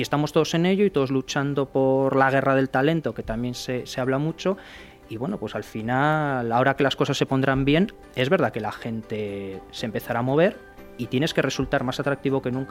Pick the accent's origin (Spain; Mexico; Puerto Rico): Spain; como los españoles, quizá porque somos más apasionados, somos más entregados